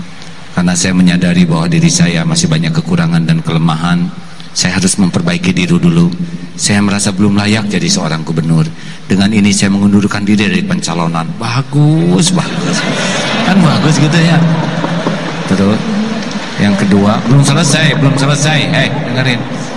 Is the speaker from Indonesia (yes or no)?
no; United States; born there; Indonesian is a second language; I am not milih lahir in Amerika. Saya tidak milih lahir di Amerika. Ini bukan pilihan saya lahir di Amerika.